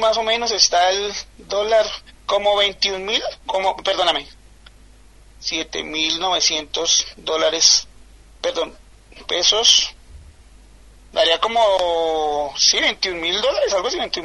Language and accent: Spanish; Colombia; como colombianos, como individuos que pertenecemos a un sector, digamos, si se me permite la palabra, progresista aquí en Colombia